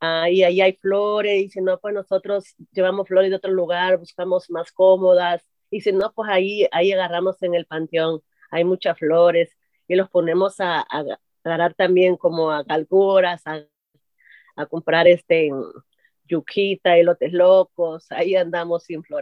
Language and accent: Spanish; El Salvador; Y soy del Salvador.